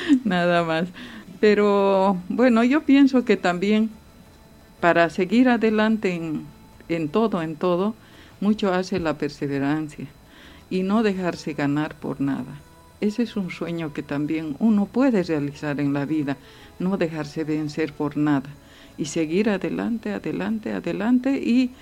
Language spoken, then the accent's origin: Spanish; Bolivia; como yo soy de Bolivia, de pequeña me gustaba mucho la música española.